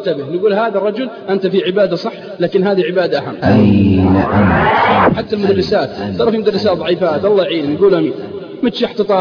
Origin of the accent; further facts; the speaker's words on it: Al-Qassim, Saudi Arabia; عندنا في القصيم يقول مالي شغل